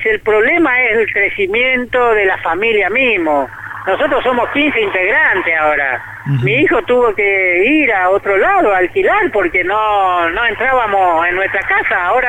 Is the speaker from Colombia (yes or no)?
no; Paraguay; Yo vengo de Paraguay